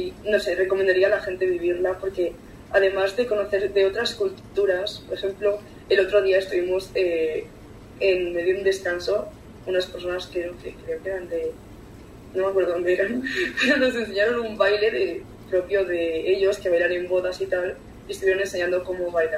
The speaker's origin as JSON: {"language": "Spanish", "town": "Madrid", "region": "Community of Madrid", "country": "Spain", "said": "Yo de Lavapiés también, como David."}